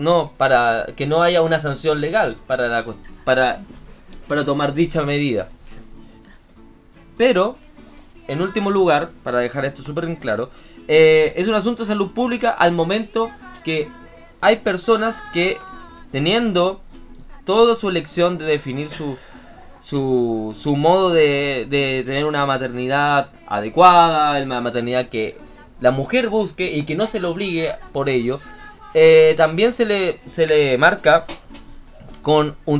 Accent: Chile; Eso yo creo que es un debate que como sociedad chilena en el año 2018 no deberíamos tener

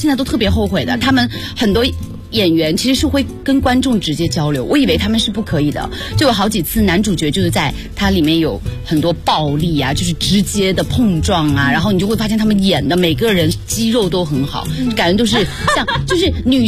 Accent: Beijing, China; 看吧，我是北京来的。

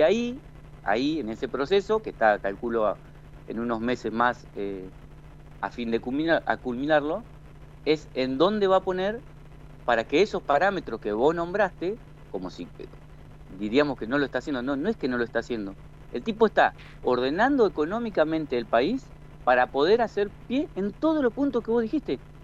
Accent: General San Martín, Argentina; Nosotros formamos en mi pueblo un frente con gente de todos los partidos.

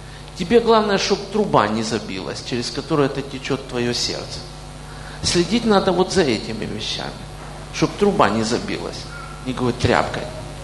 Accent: Kyiv, Ukraine; born there; Я родился в Киеве, и там же призвали меня.

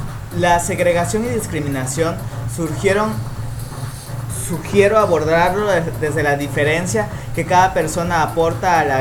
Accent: Jalisco, Mexico; Somos mexicanos, jaliscienses, contribuyentes

